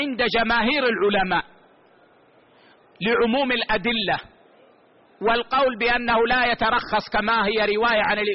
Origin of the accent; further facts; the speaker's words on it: Saudi Arabia; والله عندنا في السعودية مشددين، ممنوع شرب الخمر